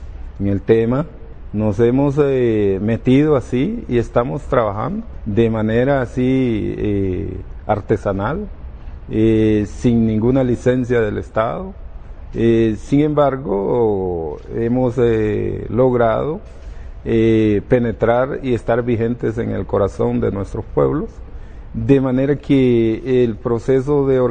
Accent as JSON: {"language": "Spanish", "country": "Honduras", "first_language": "Garifuna", "second_language": "Spanish", "said": "Tratamos de manejar en un 60% nuestra lengua materna, que es el garífuna. Es un pueblo con su propia identidad cultural."}